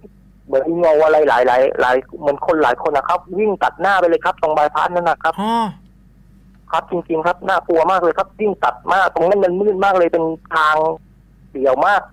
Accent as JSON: {"language": "Thai", "region": "Phuket", "country": "Thailand", "said": "ผมเป็นคนภูเก็ต"}